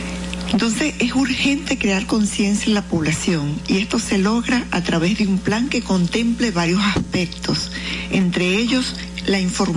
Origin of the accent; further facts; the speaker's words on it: Venezuela; Me mueve en la sangre, en el alma, en el corazón, como venezolana.